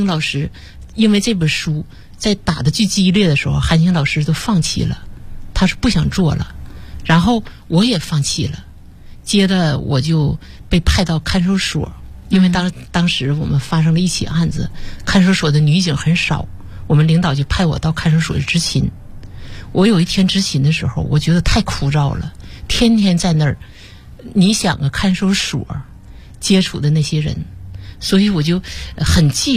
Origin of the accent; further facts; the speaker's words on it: Taonan, Jilin, China; 马老师他也是吉林省洮南人